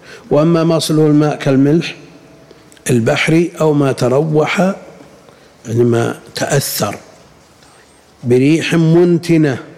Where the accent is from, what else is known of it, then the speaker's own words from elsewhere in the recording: Al-Qassim, Saudi Arabia; هذا الملح اللي بشجر والشقة عندنا بالقصيم وغيره